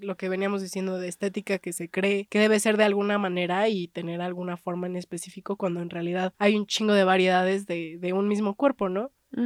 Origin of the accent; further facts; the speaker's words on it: Oaxaca, Mexico; inclusive en Oaxaca, de donde yo soy